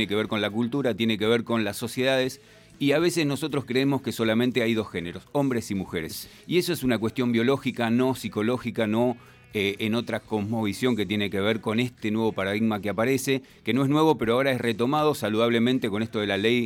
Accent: Argentina; born there; nuestra identidad está fijada porque nacimos en la Argentina

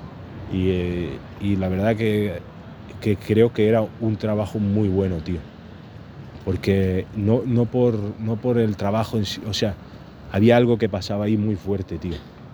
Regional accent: Morocco; llevarlo a Marruecos, que a pesar de que me he criado ahí, no soy marroquí, pero me he criado ahí

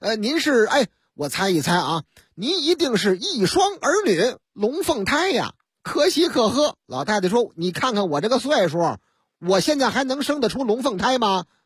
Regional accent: Beijing, China; 我老家北京丰台区丰城园附近。丰城园啊，我挨那儿住过

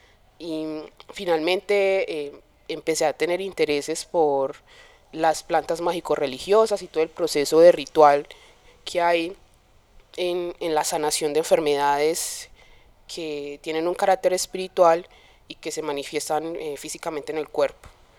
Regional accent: Medellín, Antioquia, Colombia; born there; Yo nací aquí en Medellín, pero mi familia es casi que un 98% del Pacífico, específicamente de Quibdó y de Tado. Entonces mi familia materna es de Tado

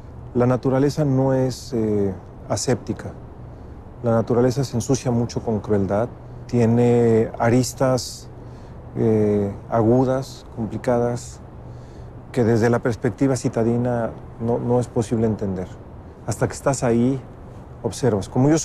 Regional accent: Mexico; Triste en mi país es que la corrupción y la impunidad que retrata la novela sigan sigan ahí empapando el sistema político y social de México.

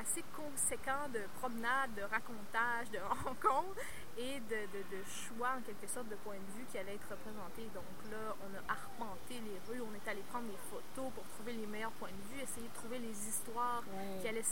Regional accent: Quebec City, Quebec, Canada; moi, c'est sûr que j'ai été élevée dans Saint-Jean-Baptiste, donc ouais. je connais beaucoup de monde, je connais bien le quartier

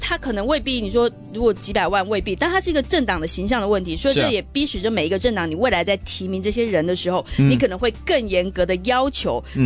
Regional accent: Hsinchu, Taiwan; 新竹我故乡新竹

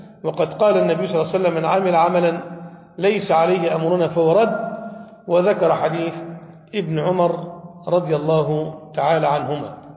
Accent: Damietta Governorate, Egypt; من بعض المشايخ الكبار عندنا في دمياط

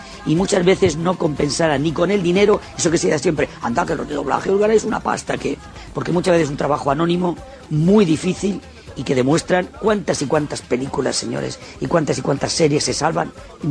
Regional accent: Spain; puedo decir que soy el único español al que le han fabricado a mi medida.

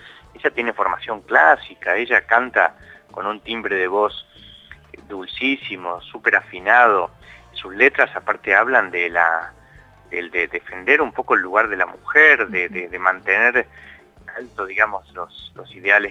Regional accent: Buenos Aires, Argentina; Ahora están ahí en La Plata, yo soy de Capital, pero voy a estar en La Plata el jueves 25.

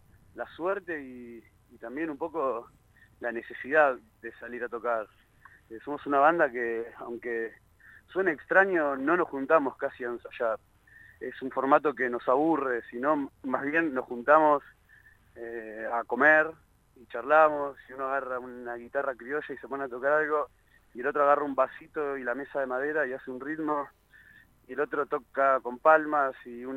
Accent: Ramos Mejía, Buenos Aires Province, Argentina; also born or lived in Castelar; somos todos de Ramos Mejía y Castelar, de zona bien oeste de Buenos Aires.

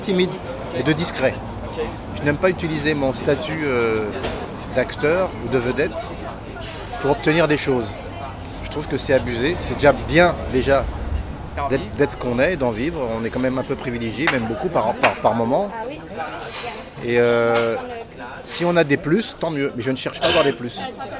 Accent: Paris, Île-de-France, France; born there

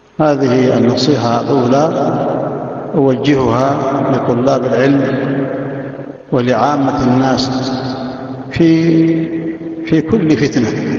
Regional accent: Yemen; والحمد لله المشايخ عندنا في اليمن

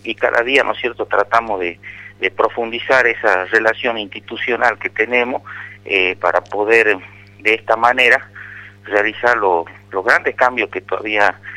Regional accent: Tartagal, Salta, Argentina; Nosotros justamente en Tartagal, que estamos a 8 kilómetros de General Mosconi

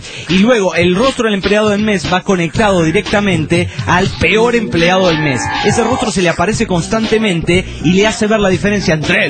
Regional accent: La Paz, Bolivia; de La Paz, Bolivia.

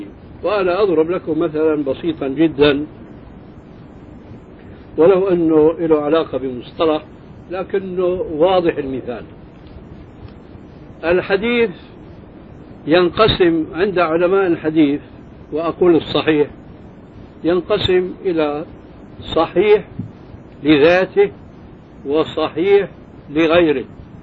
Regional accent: Syria; عندنا في سوريا كان شاعت قصة رجل في الحرب مع

